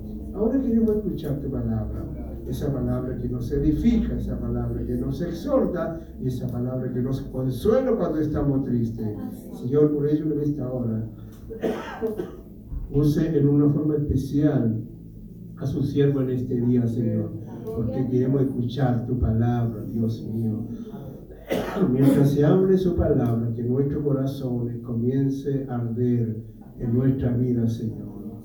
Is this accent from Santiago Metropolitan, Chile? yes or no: yes; Santiago, Santiago Metropolitan, Chile; born there; les hablo un pincoyano. Yo nací aquí en La Pincoya.